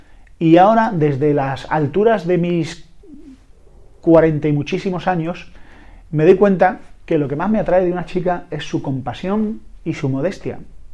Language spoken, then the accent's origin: Spanish; Andalusia, Spain; Sí, soy andaluz, siempre pienso que me van a atracar